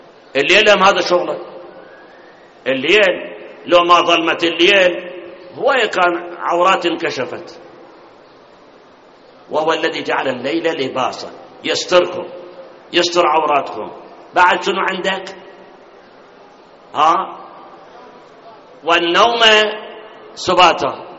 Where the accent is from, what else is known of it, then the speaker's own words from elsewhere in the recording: Karbala, Karbala Governorate, Iraq; فإذا بلدنا العراق وكربلاء إذا صارت مثل القطب الشمالي والجنوبي معناه متنا